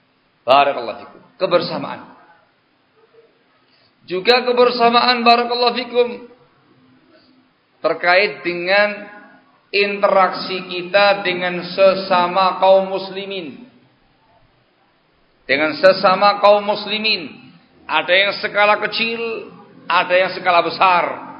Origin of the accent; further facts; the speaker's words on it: Java, Indonesia; Saya asli Jawa.